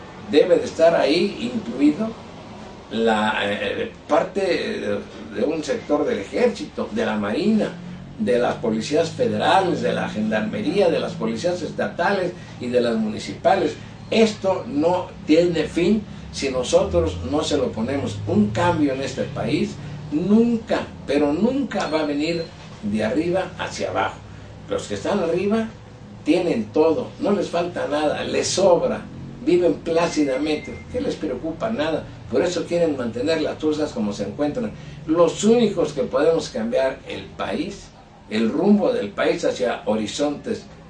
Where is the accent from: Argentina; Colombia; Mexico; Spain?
Mexico; creo que como mexicano, como periodista, es mi deber decir las cosas como yo las veo